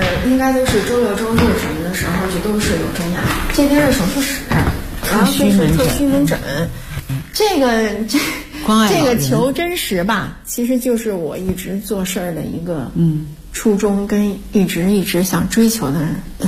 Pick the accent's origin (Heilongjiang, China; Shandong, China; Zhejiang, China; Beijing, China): Beijing, China; Miyun; 因为密云是我的家乡。